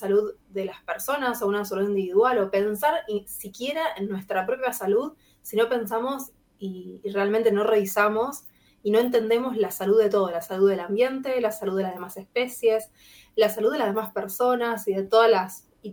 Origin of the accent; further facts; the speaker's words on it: Rosario, Santa Fe, Argentina; soy rosarina, así que estoy en Rosario, en mi casa que es Rosario.